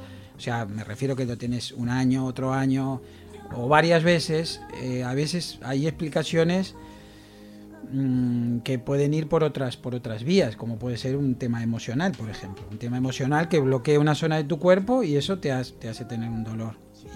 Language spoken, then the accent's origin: Spanish; Uruguay; Bueno, empecé en mi país a estudiar medicina.